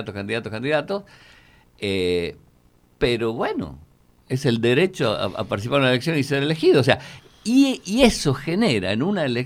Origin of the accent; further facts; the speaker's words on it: Tucumán, Argentina; nosotros venimos del Tucumán, donde teníamos el sindicato más grande del país, la FOTIA, ¿no?